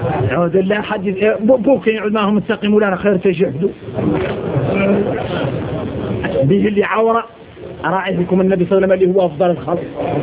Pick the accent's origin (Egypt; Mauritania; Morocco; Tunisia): Mauritania; إني موريتاني